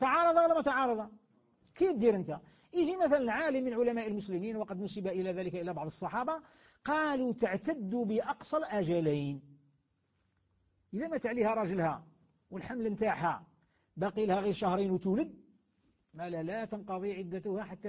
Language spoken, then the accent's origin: Arabic; Algeria; بلدياتنا مش كاين يضرنا احنا في بلادنا الجزائر، بلاد الخير